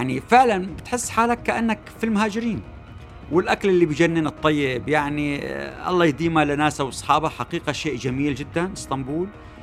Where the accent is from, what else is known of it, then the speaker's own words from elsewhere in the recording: Syria; في قضيتين بس اللي بيمسون احنا كسوريين